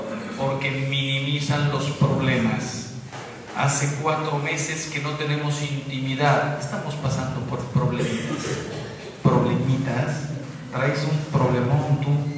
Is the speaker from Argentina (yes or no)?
no; Mexico; yo se los digo como mexicano. Soy mexicano.